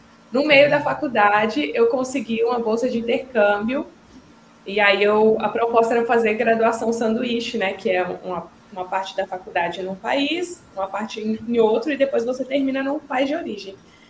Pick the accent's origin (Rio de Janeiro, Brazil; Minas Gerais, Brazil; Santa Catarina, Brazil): Minas Gerais, Brazil; Coronel Fabriciano; eu sou mineira, nasci e cresci em Coronel Fabriciano, que é uma cidadezinha no interior de Minas Gerais. Eu morei lá um bom tempo da minha vida.